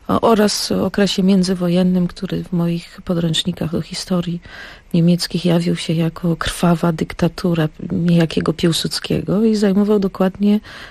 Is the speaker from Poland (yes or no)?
no; Germany; to też w zasadzie nie słyszałam wówczas, dorastając w Niemczech, nic.